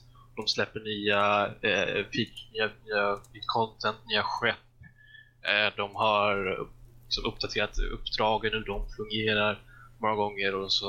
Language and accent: Swedish; Småland, Sweden; Men jag är ju smålänning av mig